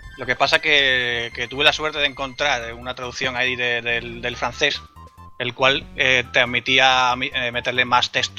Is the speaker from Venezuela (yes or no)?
no; Andalusia, Spain; Pues yo soy un andaluz que le encanta todo tipo de videojuegos